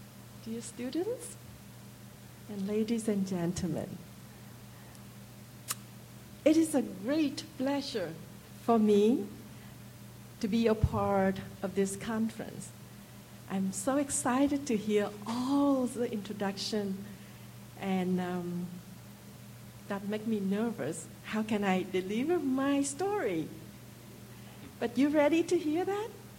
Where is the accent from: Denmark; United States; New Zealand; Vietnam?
Vietnam; Trang Bang, Tay Ninh; English is a second language; I grew up in Trang Bang. It is a very small village in South Vietnam.